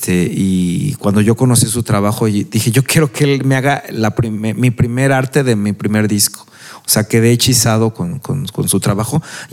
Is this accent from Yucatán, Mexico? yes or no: no; Ciudad Sahagún, Hidalgo, Mexico; yo vengo de Ciudad Sahagún. Ciudad Sahagún está sentado en las faldas de dos cerros, el Santana y de este lado el Jiwingo.